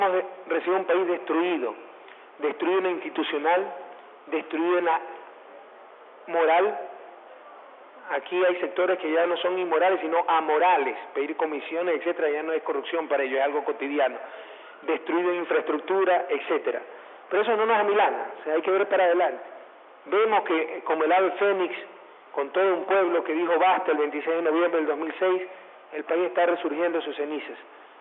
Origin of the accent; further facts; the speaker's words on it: Ecuador; me he conocido en mi país palmo a palmo, pero siempre se descubre algo nuevo. Entonces, he descubierto el arroz de Macará